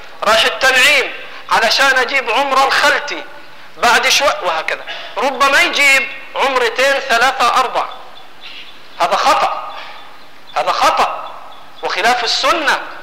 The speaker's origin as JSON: {"language": "Arabic", "country": "Egypt", "said": "سامحوني أنا مصري برضه"}